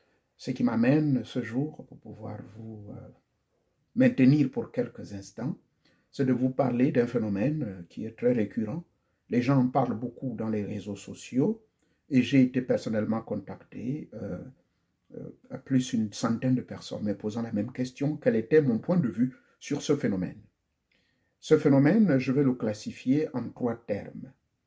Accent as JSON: {"language": "French", "country": "Gabon", "said": "Mon pays d'origine, le Gabon"}